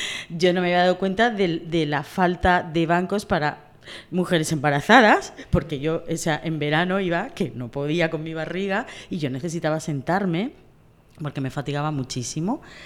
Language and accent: Spanish; Pamplona, Navarre, Spain; also born or lived in Cartagena; now in Murcia, Spain; Claro, yo vivía en Pamplona. O sea, yo nací en Cartagena, pero desde muy pequeña me fui fuera de Cartagena y me he criado, la mayor parte de mi infancia me he criado en Pamplona.